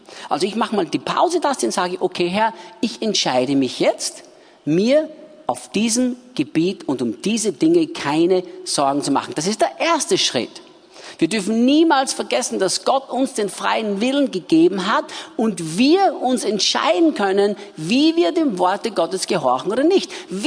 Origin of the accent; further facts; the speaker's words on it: Austria; Bei uns in Österreich sagt man das so.